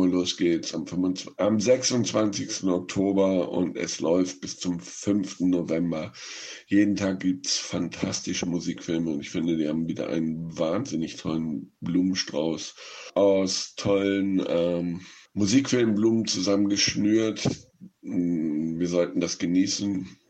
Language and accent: German; Northern Germany, Germany; in Norddeutschland, wo ich herkomme